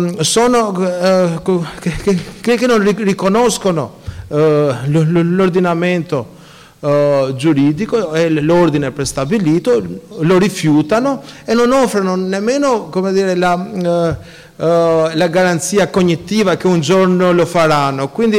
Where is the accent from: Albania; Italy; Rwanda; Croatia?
Albania; io la mia infanzia è nell'Albania dell'era comunista